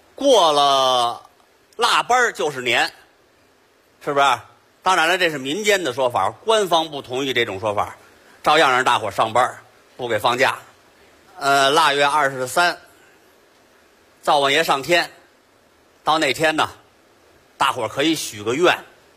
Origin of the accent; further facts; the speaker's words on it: Beijing, China; 咱们北京人除夕呀、啊、讲究熬夜